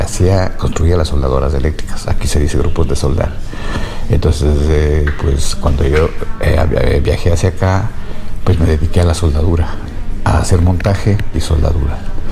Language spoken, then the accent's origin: Spanish; Quito, Pichincha, Ecuador; also born or lived in Patate; now in Valencia, Spain; Soy de Quito. Yeah. Bueno, he crecido en Quito, porque yo soy nacido en la provincia de Tungurahua, en Patate. Pero pequeño me llevaron mis padres a Quito y he crecido yo ahí.